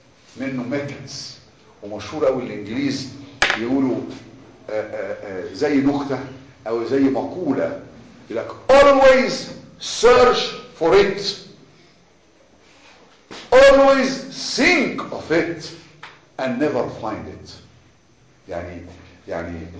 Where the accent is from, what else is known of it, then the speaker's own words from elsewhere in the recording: Egypt; لكن احنا عندنا في مصر شعبنا ما بيحبش العمليات.